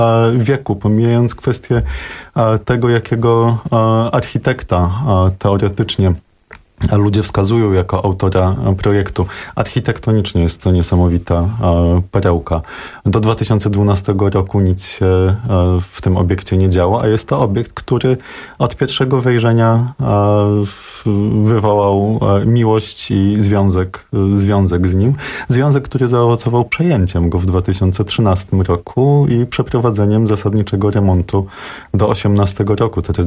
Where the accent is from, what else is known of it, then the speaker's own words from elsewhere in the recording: Warsaw, Masovian Voivodeship, Poland; Warszawa zawsze w sercu zostanie. Jestem warszawiakiem